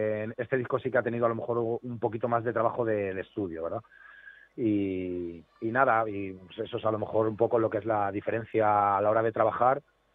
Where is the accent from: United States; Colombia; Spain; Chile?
Spain; Getafe, Community of Madrid; la otra parte de la banda somos de Getafe, que es el sur de Madrid.